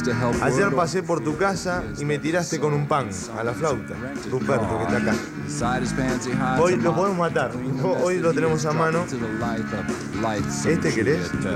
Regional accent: Argentina; yo soy argentino en todo esto

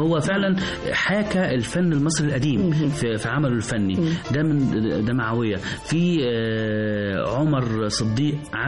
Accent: Egypt; فإحنا كمصريين عندنا الحرفة دي من قديم الأزل، فإحنا دلوقتي بنحييها

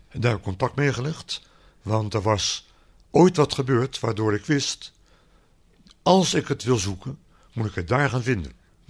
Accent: Rotterdam, South Holland, Netherlands; born there; Ja, ik ben geboren op het Pijnakkerplein in Rotterdam.

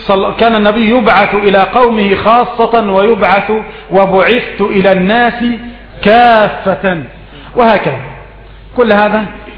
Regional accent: Egypt; الجراد يا أخواني نحن كمصريين لا نأكله

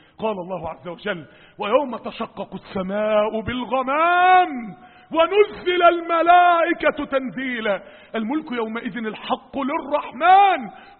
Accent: Mansoura, Dakahlia, Egypt; عندنا في المنصورة

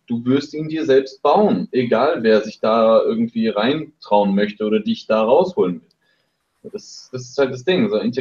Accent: eastern Germany, Germany; now in Heidelberg, Germany; ich bin auch aus dem Osten dann mit meiner Familie dann umgezogen, dann in den Norden, und jetzt so sind sie in der Nähe von Frankfurt und ich hier in Heidelberg.

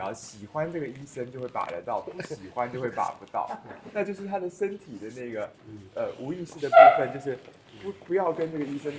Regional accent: Taiwan; 就是我们台湾人说什么

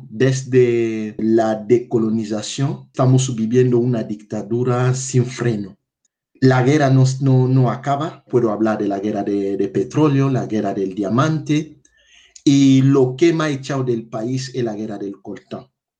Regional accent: DR Congo; now in Málaga, Spain; soy de la República Democrática del Congo, tengo 42 años. Actualmente estoy trabajando como técnico responsable del voluntariado de SEA en la delegación de Andalucía Oriental en Málaga.

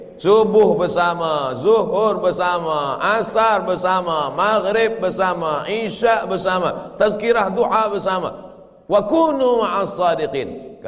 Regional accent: Indonesia; Dari Indonesia.

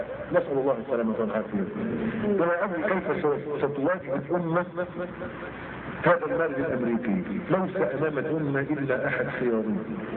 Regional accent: Egypt; خلي بالك بس مش احنا مصريين عارفين نفسيات بعض

